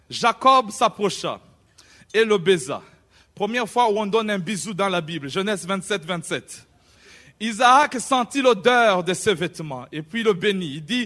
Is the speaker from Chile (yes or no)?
no; Burundi; moved away as an adult; now in England; J'étais en Angleterre, je venais d'arriver du Burundi, de l'Afrique centrale, et je venais dans un pays anglophone.